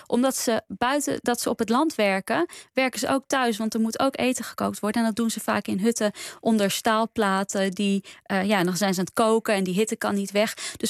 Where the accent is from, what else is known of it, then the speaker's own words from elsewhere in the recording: Delhi, India; Ja, voor mij is het bovenal de stad waar ik vandaan kom.